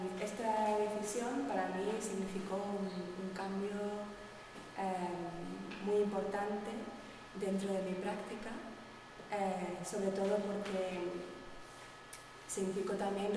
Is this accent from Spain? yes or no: yes; Spain; first language ca; Spanish is a second language; habla en catalán, que es mi lengua materna, entonces es para mí la más corta, la que no me da tiempo a pensar